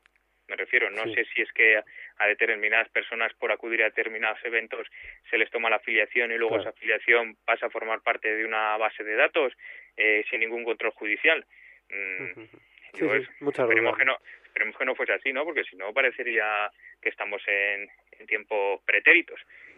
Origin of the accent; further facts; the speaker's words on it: Vallecas, Community of Madrid, Spain; yo también soy de Vallecas